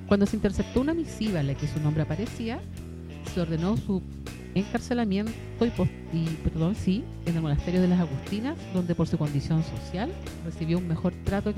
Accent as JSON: {"language": "Spanish", "town": "La Serena", "region": "Coquimbo", "country": "Chile", "tie": "born there", "said": "somos coterráneas, que las dos nacimos en La Serena."}